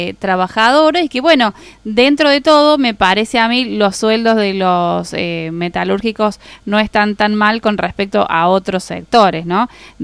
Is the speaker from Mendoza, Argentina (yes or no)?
no; Córdoba, Argentina; yo como buena cordobesa